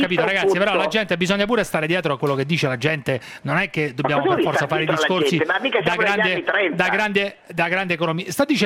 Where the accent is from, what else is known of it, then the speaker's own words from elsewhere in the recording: Orvieto, Umbria, Italy; Allora, tu sai io sono di Orvieto, di origine.